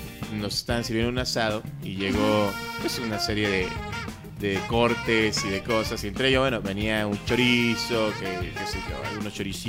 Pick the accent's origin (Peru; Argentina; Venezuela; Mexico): Mexico; primero yo no soy argentino, soy mexicano. Lo cual queda claro por la forma en la que hablo.